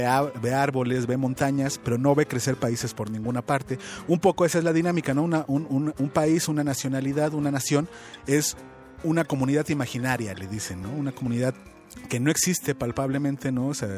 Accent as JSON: {"language": "Spanish", "country": "Mexico", "said": "todos somos mexicanos y todos tenemos que celebrar a México"}